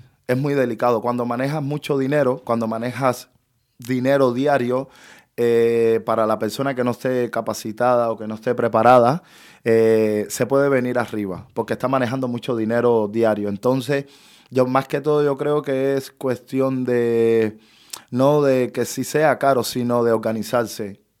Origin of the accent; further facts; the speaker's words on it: Cuba; moved away; Entonces, cuando salí de Cuba en el 2015, que llegué a Perú, mi primer trabajo fue de hostelería.